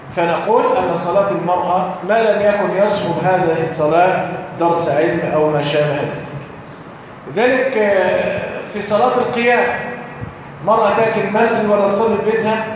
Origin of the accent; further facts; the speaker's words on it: Egypt; واحنا عندنا كمصريين يبدا يتنحنح يدبدب في الارض